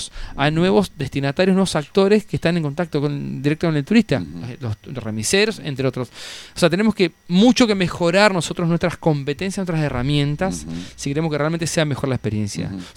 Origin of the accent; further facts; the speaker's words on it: Concordia, Entre Ríos, Argentina; O sea, yo soy de Concordia, nosotros somos de Concordia